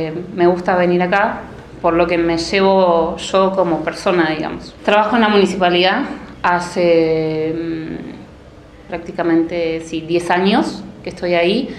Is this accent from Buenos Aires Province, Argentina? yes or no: no; Bariloche, Río Negro, Argentina; No, no soy de Buenos Aires. Soy nacida y criada en Bariloche. Soy una NIC. Vivo en la parte del Alto, en el barrio Levalle. Me crié toda la vida ahí.